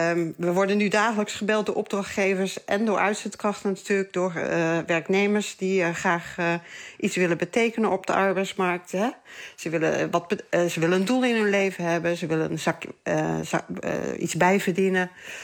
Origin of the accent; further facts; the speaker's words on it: Gelderland, Netherlands; Ik kom natuurlijk zelf uit de Betuwe. Ik ben geboren in de Betuwe.